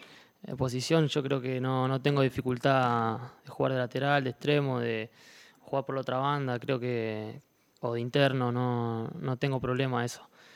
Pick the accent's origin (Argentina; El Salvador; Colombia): Argentina; moved away as an adult; now in Elche, Spain; yo vine de Argentina, es otra cosa ya, esto es Europa